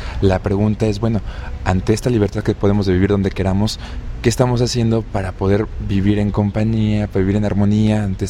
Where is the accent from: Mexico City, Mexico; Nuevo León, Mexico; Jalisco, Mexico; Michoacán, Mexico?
Mexico City, Mexico; no tengo un acento europeo, ¿verdad? nosotros venimos del Distrito Federal